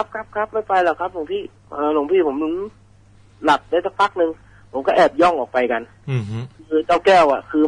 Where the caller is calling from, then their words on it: Bangkok, Thailand; รามอินทราครับ